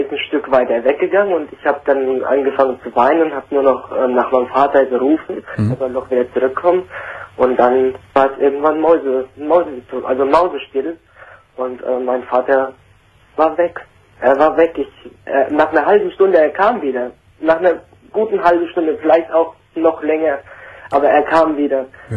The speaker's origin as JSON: {"language": "German", "region": "North Rhine-Westphalia", "country": "Germany", "said": "in Gladbach, in der Nebenortschaft von da, wo ich herkomme."}